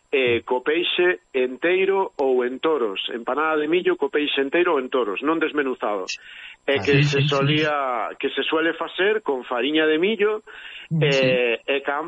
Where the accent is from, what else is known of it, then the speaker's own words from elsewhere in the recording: Galicia, Spain; Seguimos sendo todos galegos e irmáns.